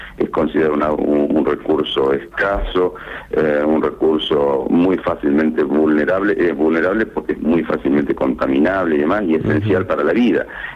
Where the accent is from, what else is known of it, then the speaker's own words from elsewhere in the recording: Argentina; pero como argentinos, con una visión más amplia